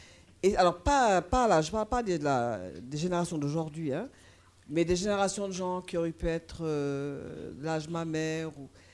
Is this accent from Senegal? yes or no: yes; Senegal; moi je suis sénégalaise, hein.